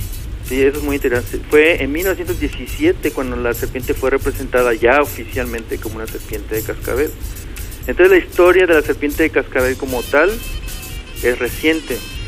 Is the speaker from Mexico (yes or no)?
yes; Mexico; de nuestra personalidad como mexicanos